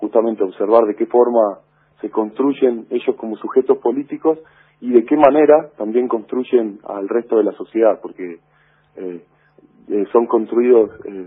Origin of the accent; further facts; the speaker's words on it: Colonia Barón, La Pampa, Argentina; Por ahí a uno le preguntan de dónde sos y uno dice de Colonia Barón.